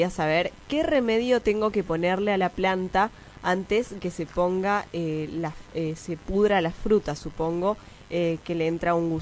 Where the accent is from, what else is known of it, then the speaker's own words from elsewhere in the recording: Río Piedras, Salta, Argentina; Soy un productor de Río Piedras de Metán.